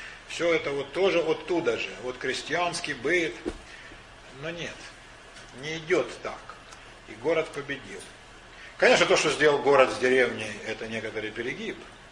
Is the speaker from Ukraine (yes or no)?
yes; Ukraine; Даже на Украине, откуда я родом, там все-таки деревенский уклад гораздо сильнее